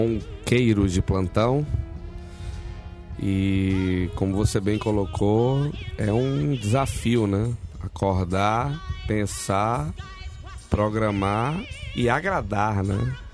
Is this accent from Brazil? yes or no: yes; Bahia, Brazil; @, sou baiano de origem russa.